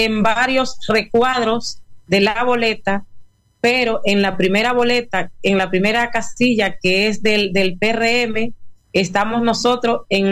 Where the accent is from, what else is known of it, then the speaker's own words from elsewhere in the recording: Dominican Republic; Somos dominicanos